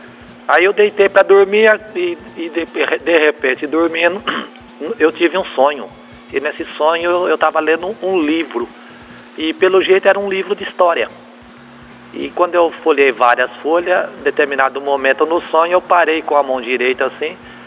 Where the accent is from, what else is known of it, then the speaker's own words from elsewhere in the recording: São Carlos, São Paulo, Brazil; born there; aqui no bairro onde eu nasci, na Vila Elizabeth, próximo a Tapete de São Carlos ali, né, eu nasci ali.